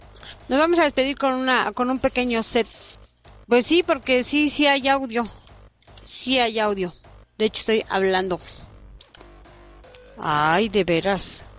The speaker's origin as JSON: {"language": "Spanish", "town": "Naucalpan", "region": "State of Mexico", "country": "Mexico", "said": "Yo también soy de Naucalpan."}